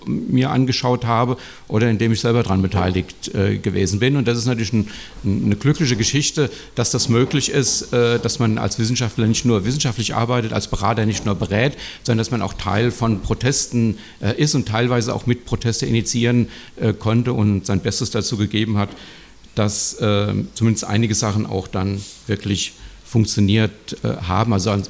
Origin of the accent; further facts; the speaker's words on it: Frankfurt, Hesse, Germany; es wurde ja schon gesagt, ich komme aus Frankfurt